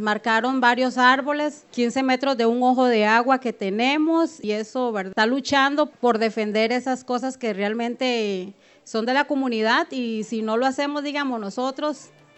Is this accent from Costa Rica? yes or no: yes; Abangaritos, Puntarenas, Costa Rica; soy de Avangaritos, ¿verdad?